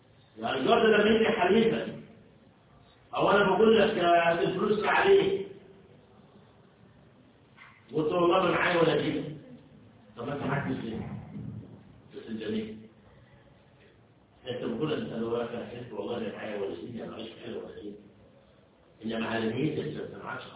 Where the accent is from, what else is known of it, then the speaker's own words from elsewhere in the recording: Egypt; في عهدنا وفي عصرنا وخاصة احنا مصريين صارت اللغة نفسها منسية